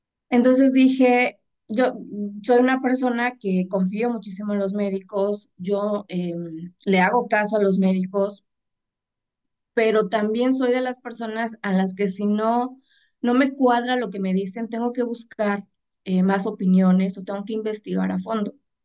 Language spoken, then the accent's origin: Spanish; Mexico; Y en México, yo soy de México.